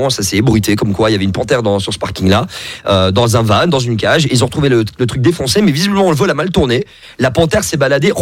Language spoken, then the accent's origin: French; Anderlecht, Brussels, Belgium; je viens d'Anderlecht à la base